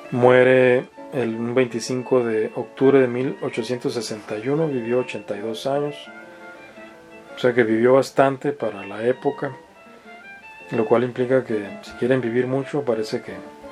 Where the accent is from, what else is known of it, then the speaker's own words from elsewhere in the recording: Mexicali, Baja California, Mexico; Yo que soy oriundo de Mexicali, el norte de México, cuando vuelvo a Mexicali de pronto noto palabras nuevas o expresiones nuevas.